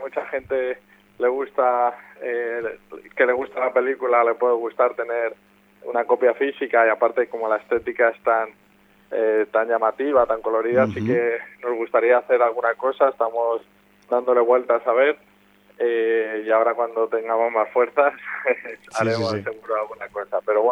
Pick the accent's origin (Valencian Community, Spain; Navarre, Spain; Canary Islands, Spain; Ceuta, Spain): Valencian Community, Spain; al final yo soy valenciano